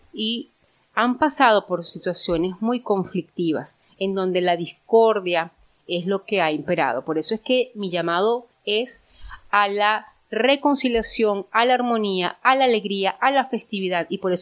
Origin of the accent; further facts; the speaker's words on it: Venezuela; para nosotros como venezolanos